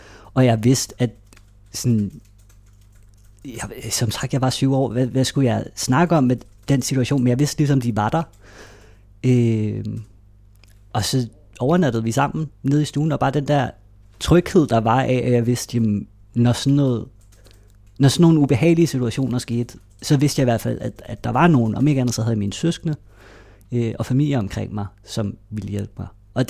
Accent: Greve, Zealand, Denmark; Og vi boede i Greve, Hundi, hvor jeg voksede op, mødte nogle venner allerede i børnehaven

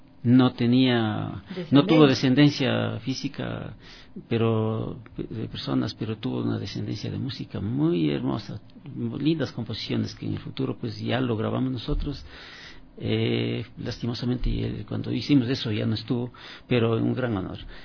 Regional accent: Chimborazo, Ecuador; yo procedo de provincia de Chimborazo

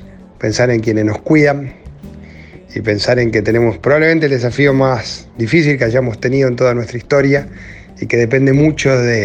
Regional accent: Rosario, Santa Fe, Argentina; a pesar de muchas veces ser discriminados como ciudad, sobreponernos y construir

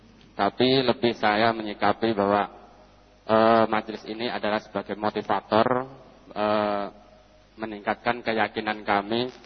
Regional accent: Kebakkramat, Central Java, Indonesia; Saya dari Kebak Kramat.

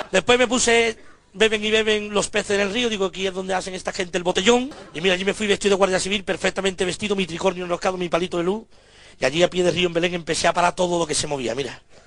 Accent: Cádiz, Andalusia, Spain; aunque soy de Cádiz, empecé a curar desde el primer día.

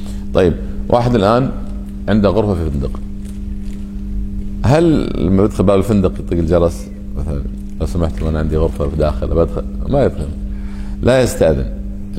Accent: Kuwait; فقلنا إحنا جايين ترى من الكويت وإحنا قاصدين الشيخ

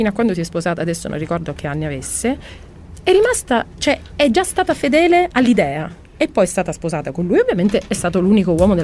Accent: Sicily, Italy; io che sono nata e cresciuta in Sicilia

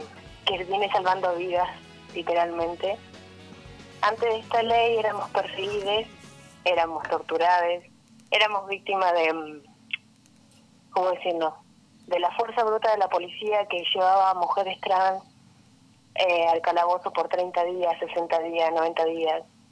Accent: Neuquén, Argentina; Y acá en Neuquén, bueno, yo soy de Neuquén

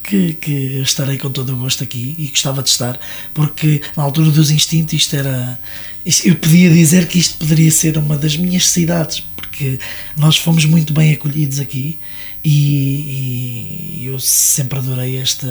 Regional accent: Leiria, Portugal; tenho em Leiria, que é a minha terra.

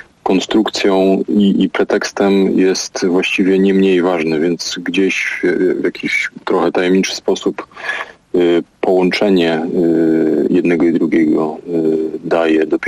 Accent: Silesian Voivodeship, Poland; trudno mnie tak do końca Ślązakiem określić. Natomiast urodziłem się na Śląsku i wychowałem, co na pewno ma jakieś znaczenie w tym, kim jestem, jak widzę świat i też to miejsce.

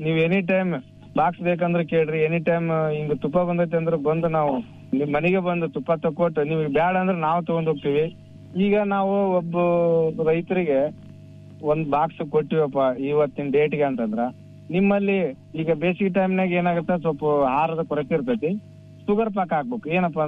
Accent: Indragi, Karnataka, India; ನಮ್ಮೂರು ಇಂದ್ರಿಗಿ, ಕೊಪ್ಪಳ ಜಿಲ್ಲೆ, ಕೊಪ್ಪಳ ತಾಲೂಕು.

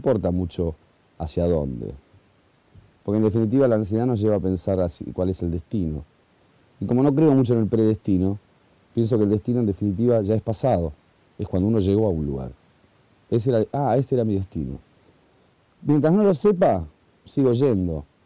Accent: Argentina; además soy argentino

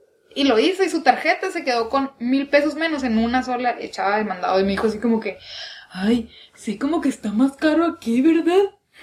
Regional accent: Sonora, Mexico; vengo de Sonora.

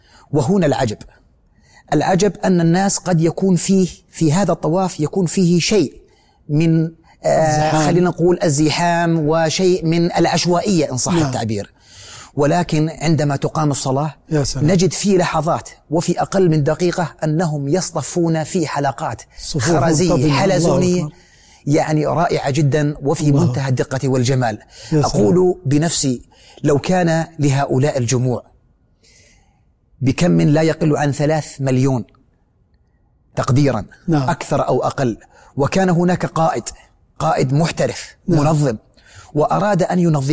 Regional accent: Jordan; هناك فارق كبير بين الطقوس الدينية عندنا في الأردن وفي مكة

